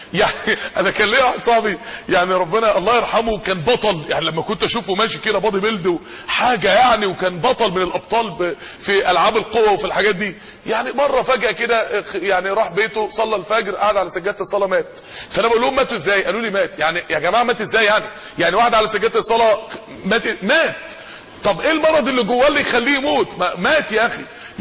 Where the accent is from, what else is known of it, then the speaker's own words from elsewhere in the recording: Mansoura, Dakahlia, Egypt; وده ساكن قدام اكبر منطقه فيها نوادي افراح عندنا في المنصوره